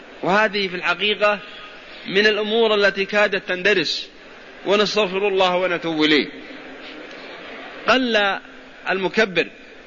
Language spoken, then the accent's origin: Arabic; Al-Qassim, Saudi Arabia; نذكر أن السوق عندنا في القصيم